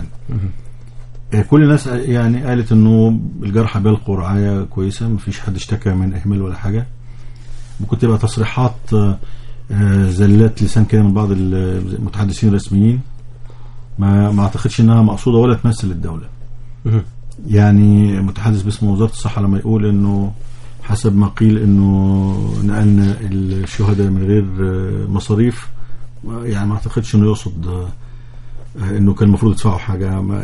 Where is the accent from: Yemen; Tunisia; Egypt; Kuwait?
Egypt; كمصريين السلع دي ما أثرتش طبعا